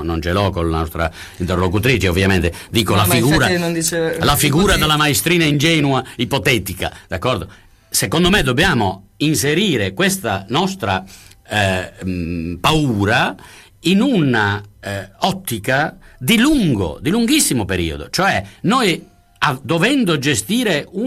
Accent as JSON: {"language": "Italian", "region": "Sicily", "country": "Italy", "said": "come è stato per me che sono siciliano"}